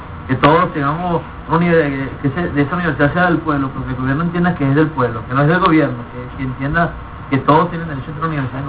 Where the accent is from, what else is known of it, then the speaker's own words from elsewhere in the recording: Venezuela; todos somos venezolanos, todos vivimos los mismos males, unos más que otros